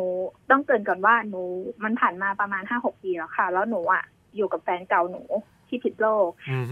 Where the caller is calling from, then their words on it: Nonthaburi, Thailand; นนทบุรีค่ะ